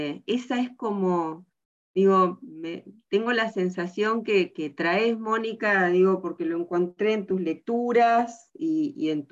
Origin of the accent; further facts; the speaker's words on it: Tandil, Buenos Aires Province, Argentina; Yo también soy de Tandil